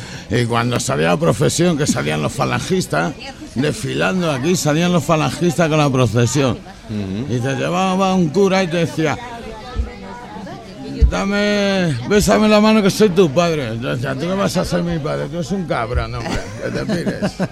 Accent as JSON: {"language": "Spanish", "town": "Madrid", "region": "Community of Madrid", "country": "Spain", "said": "me dicen, ¿tú eres de Madrid? Y digo, no, compadre, yo soy de Vallecas."}